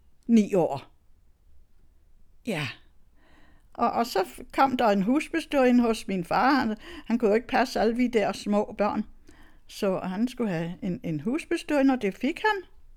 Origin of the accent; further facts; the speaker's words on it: Støvring, Central Denmark Region, Denmark; Jeg er vokset op i Støvring ved Randers, og der er jeg både født og vokset op.